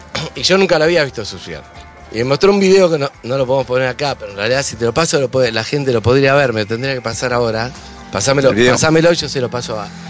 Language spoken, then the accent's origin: Spanish; Rio de Janeiro, Brazil; yo me crié en Río y aprendí a leer y escribir en portugués. Entonces me crié con mi hermano y yo hablamos perfecto portugués.